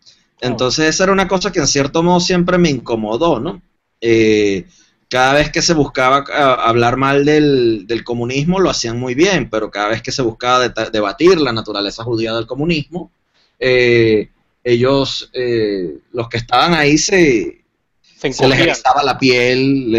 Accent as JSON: {"language": "Spanish", "country": "Venezuela", "tie": "born or raised there", "said": "En cierto modo crecí en una familia de clase media en mi país, de valores hispanos, católicos, conservadores. Estuve en la universidad, la universidad donde yo estudié es una universidad latinoamericana, la Universidad Central de Venezuela."}